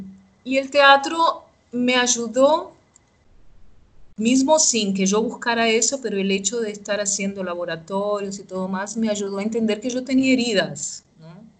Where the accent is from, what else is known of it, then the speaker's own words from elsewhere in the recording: Cuba; now in Brazil; Desde el momento que salí de Cuba, cuando pasamos por Panamá, que se veía la pobreza, que la gente en Panamá no hablaba español, hablaba inglés. Y era súper extraño ver todo eso. Y al llegar a Brasil